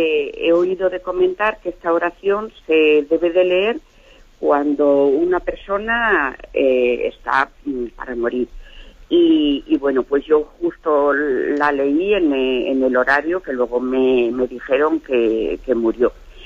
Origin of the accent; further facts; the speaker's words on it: Toledo, Castilla-La Mancha, Spain; Mire, soy una señora de Toledo